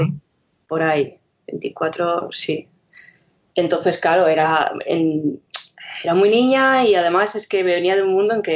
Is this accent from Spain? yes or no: yes; Logroño, La Rioja, Spain; now in Barcelona, Spain; vengo de Logroño, La Rioja, así que vengo de provincias